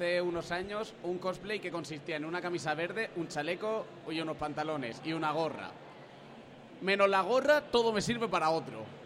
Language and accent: Spanish; Murcia, Region of Murcia, Spain; Yo, por ejemplo, vengo de Murcia